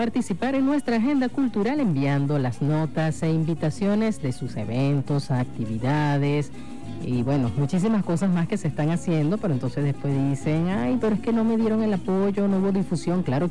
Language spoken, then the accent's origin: Spanish; Anzoátegui, Venezuela; Anzoátegui te encariña, de eso no hay duda. Y hermosa por demás, mi tierra natal.